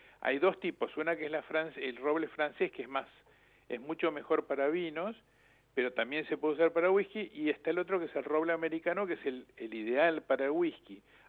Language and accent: Spanish; La Plata, Buenos Aires Province, Argentina; now in Carlos Casares, Argentina; Yo en realidad soy platense, pero hace más de 20 años que estoy radicado en Casares.